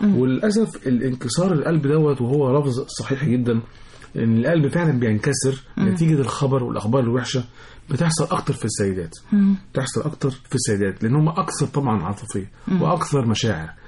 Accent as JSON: {"language": "Arabic", "country": "Egypt", "said": "لان احنا كمصريين تفاعلنا حب غير عادي لهذا البلد"}